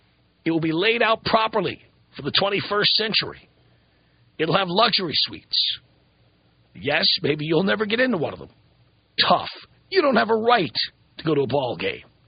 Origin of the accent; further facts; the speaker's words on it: United States; I think we, as the American people, we've been very naive about it.